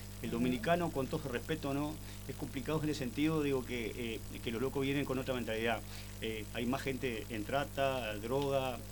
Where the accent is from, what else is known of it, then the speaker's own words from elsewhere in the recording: Montevideo, Uruguay; Vengo de Montevideo, Aguada, precisamente del barrio de la Aguada, ahí, al lado Canal 12.